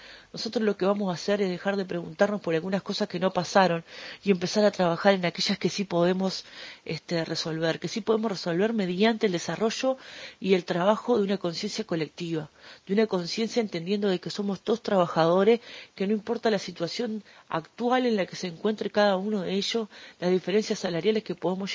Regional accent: Uruguay; Hoy es nuestra responsabilidad como trabajadores, como ciudadanos uruguayos

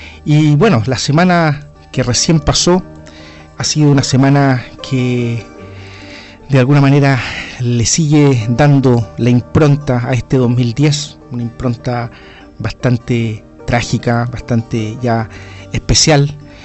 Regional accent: Chile; temas de interés que nos interesan, por supuesto, como chilenos

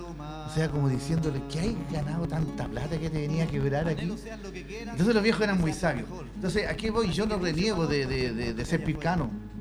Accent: Pirque, Santiago Metropolitan, Chile; me siento más puentealtino que pircano, porque yo llevo 34 años viviendo acá y en Pirque viví 10 años. Ahora, no reniego de mi infancia en Pirque

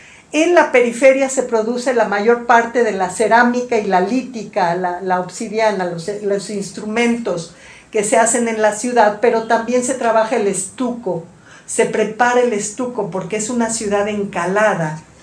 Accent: Tlalpan, Mexico City, Mexico; Yo soy de Tlalpan, yo vivo en Tlalpan.

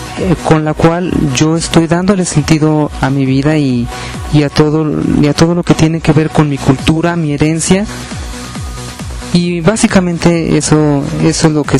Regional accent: Mexico; Eso me permite a mí, independientemente de cuál sea mi procedencia en alguno de los estados de la República, identificarme contigo como mexicano

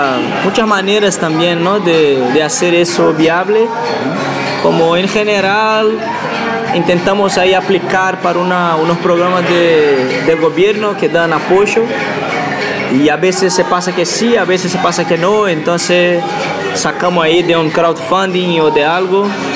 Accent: Belo Horizonte, Minas Gerais, Brazil; Spanish is a second language; de Brasil. … de Belo Horizonte, Brasil.

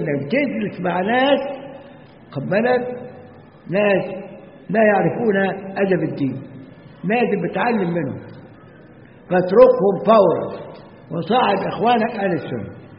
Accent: Egypt; يجي ناس عندنا في مصر يمضي ويخرج

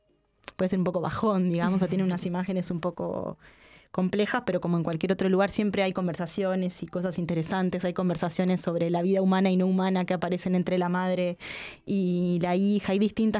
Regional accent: Montevideo, Uruguay; un montón de otras de imágenes que claramente quienes somos de Montevideo las podemos percibir

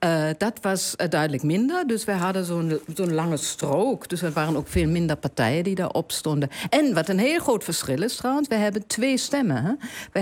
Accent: Germany; Maar dat is natuurlijk, ik ben een Duitser in het buitenland.

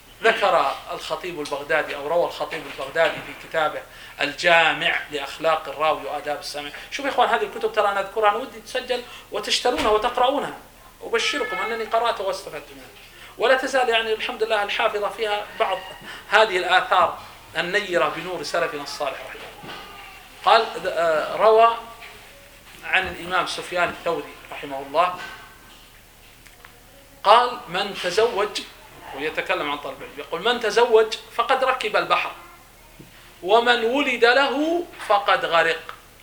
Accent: Saudi Arabia; فمثلا نحن مثلا نتكلم عندنا في السعودية، قد أنتم هنا مثلا قد عندكم متون أنا لا أعرف

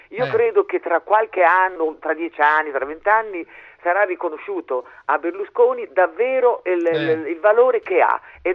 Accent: Emilia-Romagna, Italy; Vengo dall'Emilia, per cui è detto tutto.

